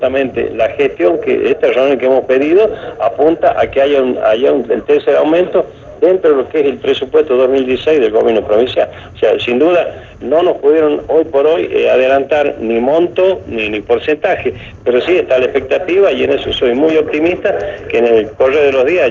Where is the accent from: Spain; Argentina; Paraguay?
Argentina; La Rioja; Yo creo que como riojano, si bien el otro año hay elecciones